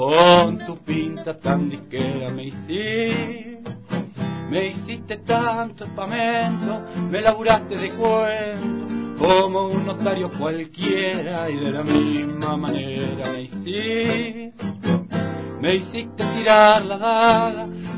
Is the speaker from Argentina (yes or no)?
yes; Campana, Buenos Aires Province, Argentina; Yo soy de Campana, una ciudad industrial al norte de la capital, que es del cordón industrial, digamos, pertenece al cordón industrial.